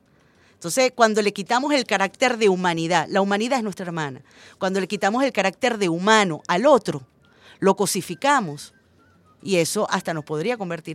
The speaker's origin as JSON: {"language": "Spanish", "country": "Venezuela", "said": "Los venezolanos no tenemos por qué caerle bien a todo el mundo"}